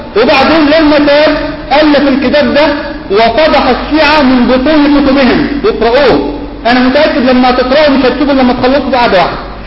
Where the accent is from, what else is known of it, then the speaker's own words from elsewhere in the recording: Mansoura, Dakahlia, Egypt; عندنا في المنصورة في الدقهلية